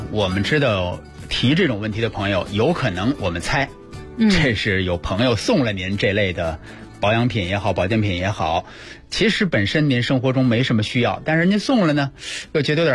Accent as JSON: {"language": "Chinese", "country": "China", "said": "而我们中国人平时尤其消夏看球"}